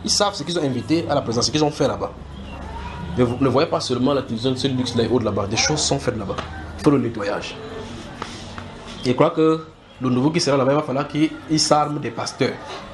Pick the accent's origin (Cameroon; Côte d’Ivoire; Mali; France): Cameroon; S'ils ne peuvent pas nous contacter parce qu'on est des Camerounais